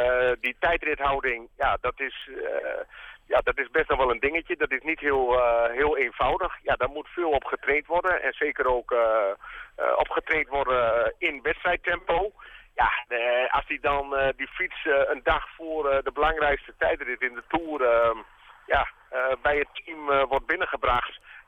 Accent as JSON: {"language": "Dutch", "country": "Netherlands", "said": "En wij als Nederlanders weten dat natuurlijk ook wel."}